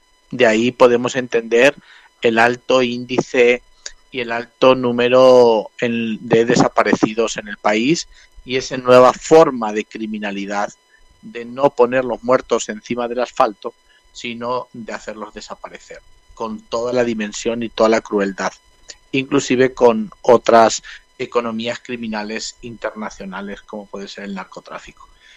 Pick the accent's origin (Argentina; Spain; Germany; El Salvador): El Salvador; Yo soy salvadoreño y creo que hoy El Salvador nos necesita más que nunca.